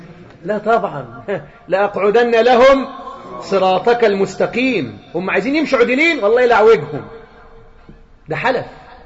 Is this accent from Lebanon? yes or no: no; Egypt; زي مثلا عندنا في مصر حاجة اسمها